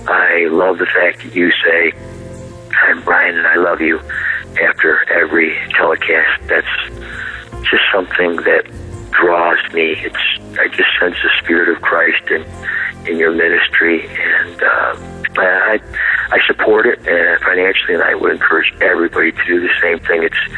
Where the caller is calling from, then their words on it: Syracuse, New York, United States; I'm calling from Syracuse, New York.